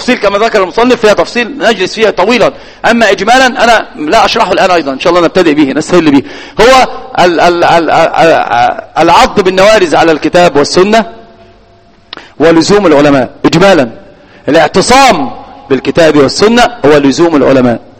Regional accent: Egypt; الآن في الإحصائيات على الأقل عندنا في مصر الواحد أمام 9 من النساء

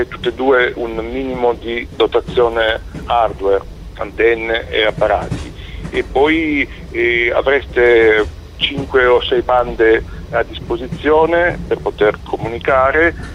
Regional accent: Sardinia, Italy; Per andare da Genova alla Sardegna, peraltro anche la mia terra d'origine

